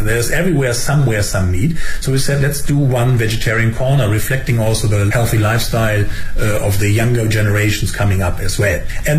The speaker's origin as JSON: {"language": "English", "country": "Germany", "said": "I mean, I'm from Germany."}